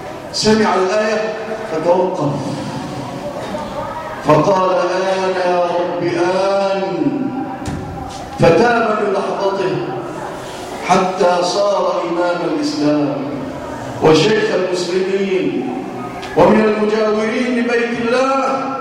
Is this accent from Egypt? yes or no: yes; Egypt